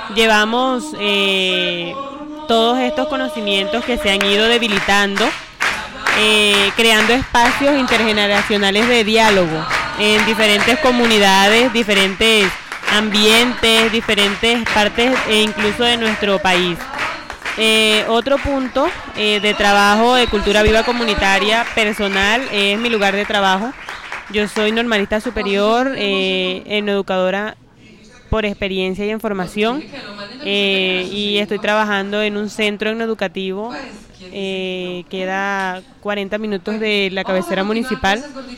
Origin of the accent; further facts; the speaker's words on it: Uribia, La Guajira, Colombia; yo soy de Uribia, vengo en este día de hoy a trabajar por nuestra cultura, soy guayú